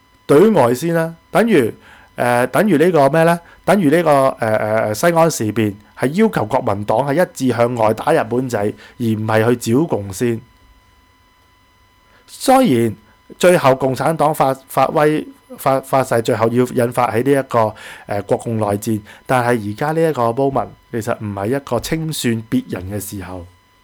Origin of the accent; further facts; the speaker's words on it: Hong Kong; 我身為一個香港人真的對不住大家，